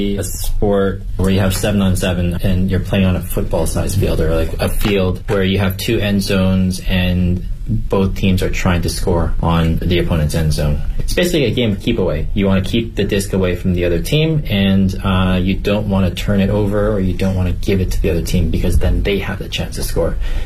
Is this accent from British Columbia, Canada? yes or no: yes; Vancouver, British Columbia, Canada; now in Beijing, China; I have been in Beijing for about 2.5 years. I am from Vancouver, Canada, and I'm here working.